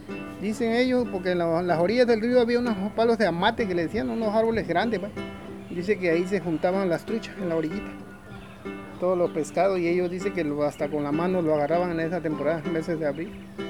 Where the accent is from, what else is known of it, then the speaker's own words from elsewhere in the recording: Paso Novillo, Oaxaca, Mexico; born there; yo nací en Paso Novillo, San Lucas Ojitlán, Oaxaca. Y pues ahora radico aquí en la sección primera de San Lucas Ojitlán. … Tengo 46 años de edad.